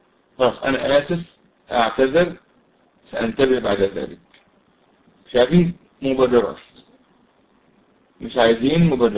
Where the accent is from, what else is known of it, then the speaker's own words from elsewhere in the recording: Mansoura, Dakahlia, Egypt; طبعا أنا من المنصورة، فالدور لو في دور في المنصورة أو جوار أو قريبة من المنصورة